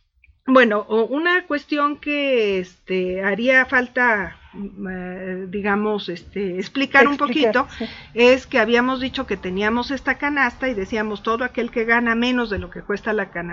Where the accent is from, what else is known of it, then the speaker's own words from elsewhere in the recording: Mexico; Soy mexicana, entonces.